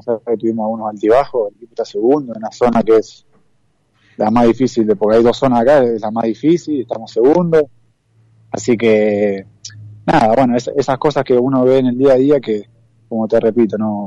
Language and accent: Spanish; Argentina; uno como jugador argentino, en el día a día allá en el país no lo ve, y acá sí